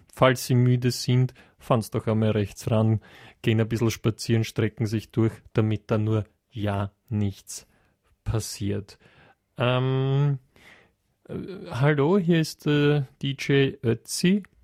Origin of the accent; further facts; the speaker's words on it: western Austria, Austria; Naja, ich komme aus dem Westen Österreichs. Also zumindest jetzt einmal stark westlich von Wien.